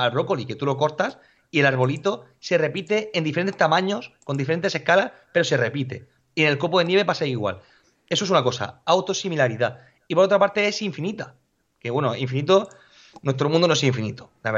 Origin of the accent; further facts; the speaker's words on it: Molina de Segura, Region of Murcia, Spain; Yo soy de Molina Segura y aquí no ha nevado, no ha nevado.